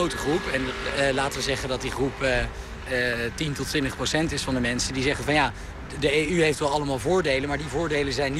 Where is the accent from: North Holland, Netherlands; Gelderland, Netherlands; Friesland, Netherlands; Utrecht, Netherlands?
North Holland, Netherlands; Aerdenhout; Ik ben opgegroeid in Aardehout. Dat is natuurlijk, als je kijkt naar de gemiddelde inkomensklasse van Nederland, ligt dat bovenin.